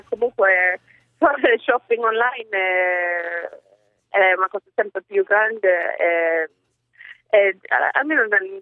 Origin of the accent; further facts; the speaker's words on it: Sweden; Italian is a second language; è ovvio che è tipo la Svezia, certo, che è il mio paese.